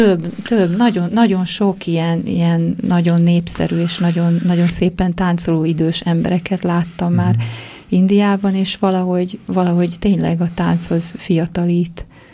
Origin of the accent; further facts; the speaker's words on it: Debrecen, Hajdú-Bihar, Hungary; Debreceni vagyok, igen.